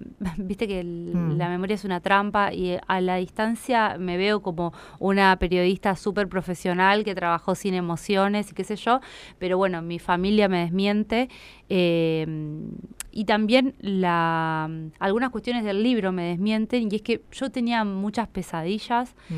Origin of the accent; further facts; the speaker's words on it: Buenos Aires, Argentina; algo que a mí me pasa como porteña, ¿no?